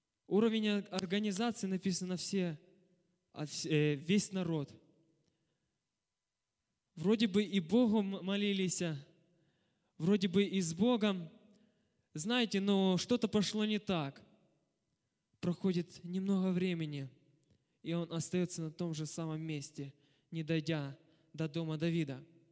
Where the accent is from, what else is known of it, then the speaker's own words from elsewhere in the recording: Zaporizhzhia, Zaporizhzhia Oblast, Ukraine; И начну с того, что я из Запорожья приехал.